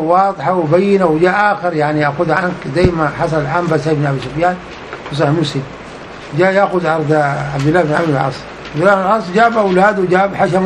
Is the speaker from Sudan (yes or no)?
yes; Sudan; يقول له والله قبل بعد عندنا في السودان طوالي.